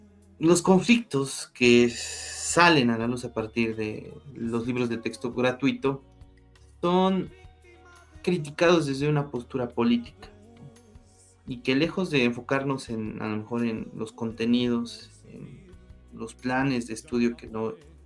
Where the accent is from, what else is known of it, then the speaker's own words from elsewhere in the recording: Mexico; Y como mexicanos y como seres humanos, entendemos que esta perspectiva